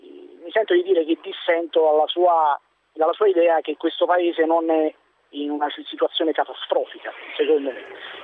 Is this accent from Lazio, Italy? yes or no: no; Naples, Campania, Italy; io le parlo della mia piccola porzione di vita, io sono di Napoli